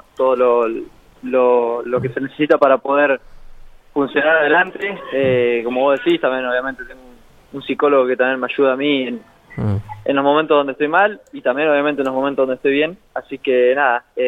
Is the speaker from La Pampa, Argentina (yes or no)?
yes; La Pampa, Argentina; soy de La Pampa